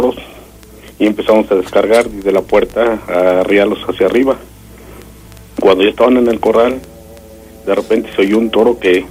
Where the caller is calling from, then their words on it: San Miguel de Allende, Guanajuato, Mexico; De aquí, San Miguel de Allende.